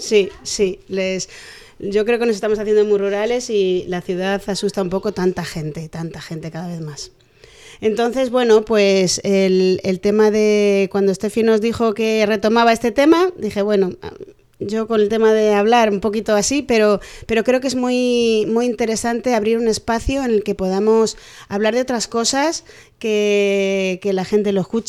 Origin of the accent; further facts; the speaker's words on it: Madrid, Community of Madrid, Spain; now in Perales, Spain; A ver, yo soy de Madrid y bueno, nos vinimos a Perales hace 18 años ya.